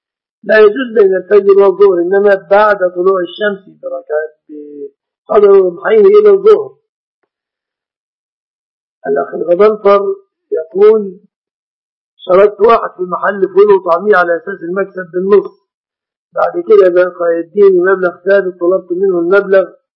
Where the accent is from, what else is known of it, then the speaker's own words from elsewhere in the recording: Egypt; فالمرأة عندنا في مصر في مصر يقولون هذه سلفة فلان